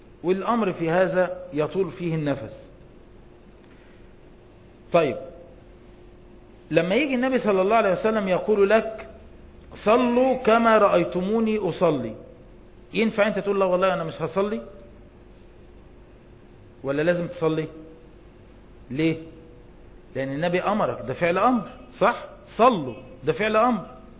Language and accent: Arabic; Egypt; زي عندنا في مصر